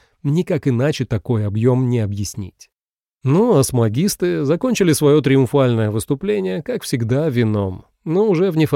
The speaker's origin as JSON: {"language": "Russian", "town": "Sevastopol", "region": "Crimea", "country": "Ukraine", "said": "А я сам из Севастополя, учился в Симферополе."}